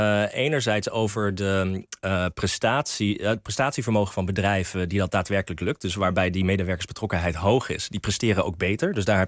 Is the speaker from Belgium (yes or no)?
no; United States; now in Netherlands; Ik ben opgegroeid in Amerika.